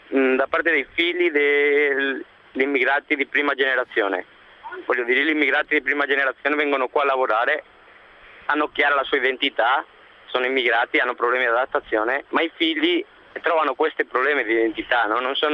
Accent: Madrid, Community of Madrid, Spain; Italian is a second language; now in Trieste, Italy; Sì, guarda, io sono un immigrante anche, spagnolo, a Trieste.

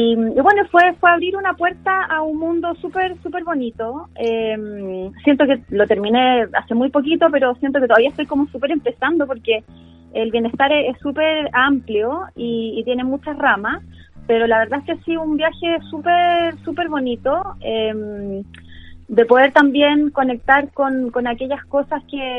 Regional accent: Chillán, Ñuble, Chile; also born or lived in Santiago; Yo soy oriunda de Chillán, pero viví mucho tiempo en Santiago

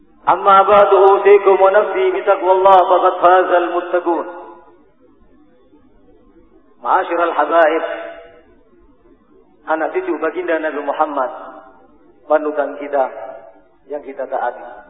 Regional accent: Bangil, East Java, Indonesia; Bangil bagi saya tidak asing. Karena masa kecil saya di Bangil, pondok di Bangil.

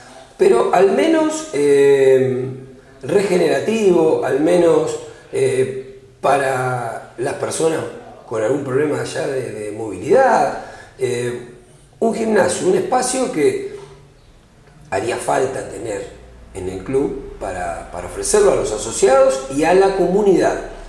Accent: Cañuelas, Buenos Aires Province, Argentina; yo tengo 60 años vividos en Cañuelas, pues yo nací y estoy acá en Cañuelas desde esa fecha.

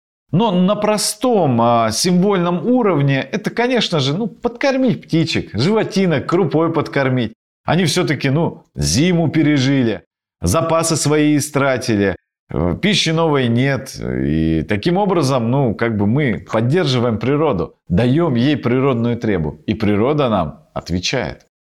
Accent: Krasnoyarsk Krai, Russia; но в Сибири обычно проводят прославление в помещении, особенно на Таймыре, откуда я родом.

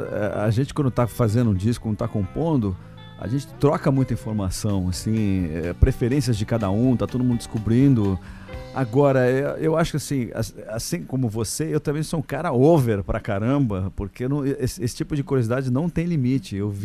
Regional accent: São Paulo, Brazil; todos nós somos de São Paulo.

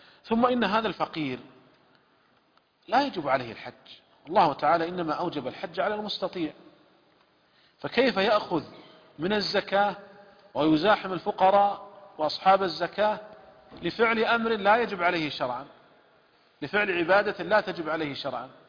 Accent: Saudi Arabia; والشركات عندنا في المملكة العربية السعودية ملزمة بدفع الزكوات

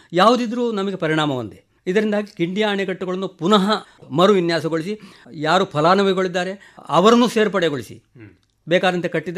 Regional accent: Padre, Kerala, India; ನಮ್ಮ ಪಡ್ರೆಯಲ್ಲಿ ನಮ್ಮ ಜೀವನಾಡಿಯಾ

